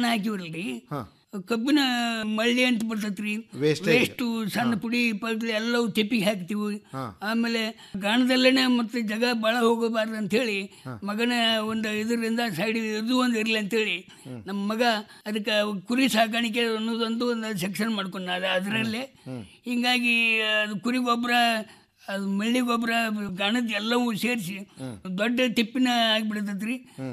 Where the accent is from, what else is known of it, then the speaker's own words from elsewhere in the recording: Neelagunda, Karnataka, India; ಪ್ರಾಥಮಿಕ ಶಾಲೆ ನೀಲಗುಂದದಲ್ಲೇ, high school SSLCವರೆಗೆ Ramdurg taluk ಸೊರೆಬಾಣದಲ್ಲೇ SSLC ಆಯ್ತು. ಆದಿಂದ ಸೂಟಿಗಂತೇಳಿ ನಮ್ಮೂರಿಗೆ ಬಂದೆ.